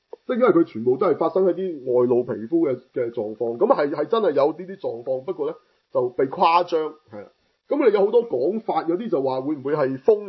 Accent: Hong Kong; 咁你俾我哋香港人諗又尤其是我哋嗰陣嘅

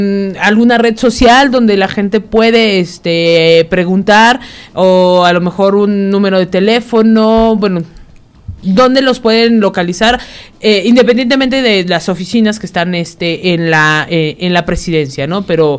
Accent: Mexico; como buenos mexicanos, todo lo dejamos hasta el último.

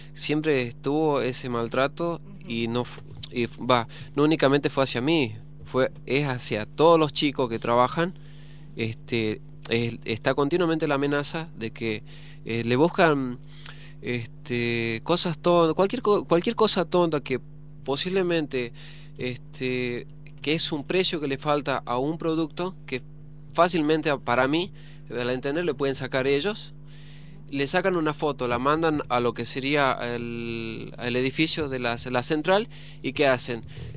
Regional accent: Jujuy, Argentina; now in Buenos Aires, Argentina; soy de Jujuy, llegaba hace poco tiempo que llegaba, porque aparte no conocía lo que es la ciudad de Buenos Aires, la capital federal

